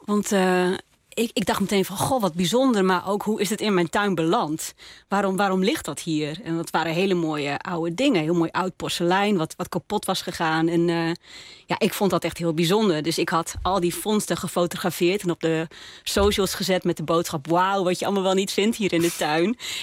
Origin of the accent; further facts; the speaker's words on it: Groningen, Netherlands; also born or lived in North Brabant; Ik zing in het Gronings. Dat doe ik nou al een dikke 10 jaar, denk ik. Ik ben ook echt geboren en getogen Groninger. Heb voor mijn studie wel een poosje in Brabant gewoond.